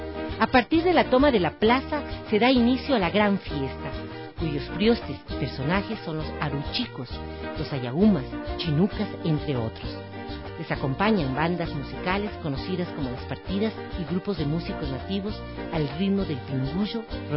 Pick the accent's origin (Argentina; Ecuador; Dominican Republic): Ecuador; Eso es lo que nos representa como ecuatorianos y latinoamericanos.